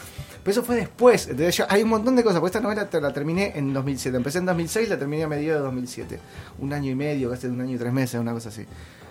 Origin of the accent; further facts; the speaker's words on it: Villa Diamante, Buenos Aires Province, Argentina; moved away as an adult; Villa Diamante, que es mi ciudad natal, digamos. Yo soy de ahí, me creí, viví hasta los 23 años en Villa Diamante, que es un pueblo ahí cruzando el puente de Pompeya en Lanús, en las afueras de Lanús, a la vera del riachuelo.